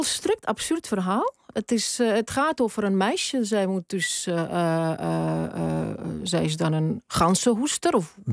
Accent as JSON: {"language": "Dutch", "town": "Tallinn", "region": "Harju County", "country": "Estonia", "tie": "born there", "first_language": "Estonian and Tatar", "second_language": "Dutch", "said": "ik ben geboren in Tallinn."}